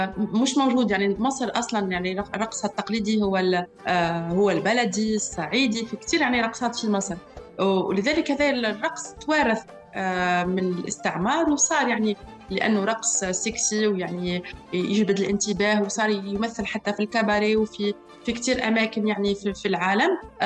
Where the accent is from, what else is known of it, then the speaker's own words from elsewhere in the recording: Tunisia; انا تربيت في تونس، تربيت على الاغاني … ، الاغاني والافلام المصريه